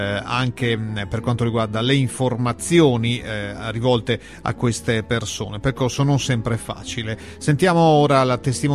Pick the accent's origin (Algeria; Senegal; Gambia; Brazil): Gambia; now in Italy; vengo dal Gambia e ho 23 anni. Sono un immigrato